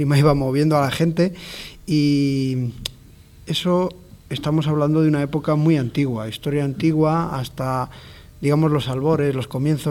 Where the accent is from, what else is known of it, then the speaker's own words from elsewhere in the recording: Castile, Spain; por ejemplo, de donde yo vengo, hay pueblos castellanos que la gente va a rezar, pues a rezar vísperas, va a rezar completas, va a rezar laudes, ¿no?